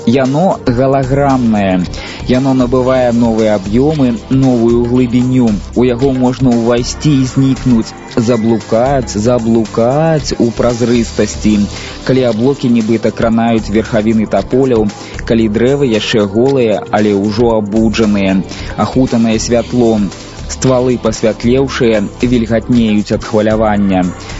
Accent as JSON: {"language": "Belarusian", "town": "Zhodzina", "region": "Minsk Region", "country": "Belarus", "tie": "born there", "said": "Бо мой дзед быў начальнікам чыгуначнай станцыі ў Жодзіна. Мой бацька і без час жыве ў Жодзіна, і я нарадзіўся ў Жодзіна, это вот ўжо 3 пакаленні."}